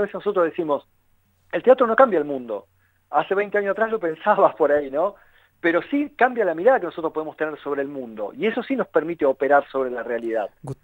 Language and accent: Spanish; Tierra del Fuego, Argentina; born there; now in La Plata, Argentina; Yo nací en Tierra del Fuego. Después pasé por distintas ciudades.